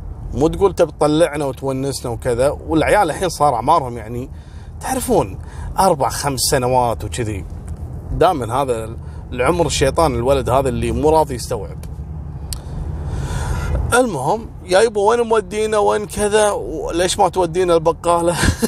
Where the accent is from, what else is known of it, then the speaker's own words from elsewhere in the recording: Kuwait; يا ريت صراحة النظام هذا عندنا في الكويت صراحة